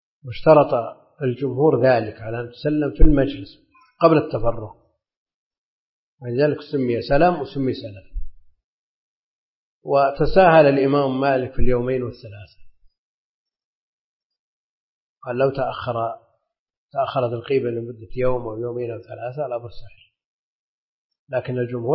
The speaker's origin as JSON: {"language": "Arabic", "region": "Najd", "country": "Saudi Arabia", "said": "لأن هذا معروف عندنا في نجد يسمونه"}